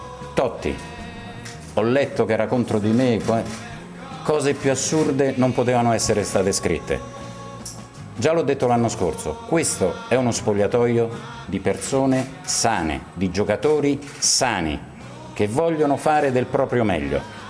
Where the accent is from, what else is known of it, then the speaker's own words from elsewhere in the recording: Rome, Lazio, Italy; Io che sono romano e romanista